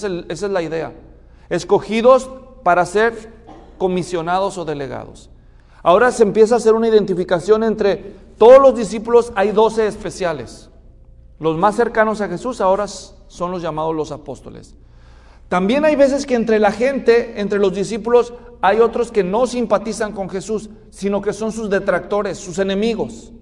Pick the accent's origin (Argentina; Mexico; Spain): Mexico; En México, yo soy mexicano, en México los que son de la capital